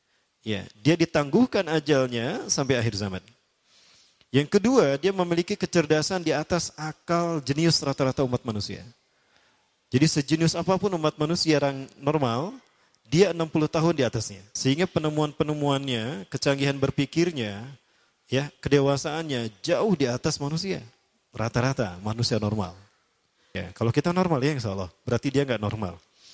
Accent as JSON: {"language": "Indonesian", "town": "Bandung", "region": "West Java", "country": "Indonesia", "tie": "born there", "said": "Kayak saya lahir di Bandung, Al-Bandungi."}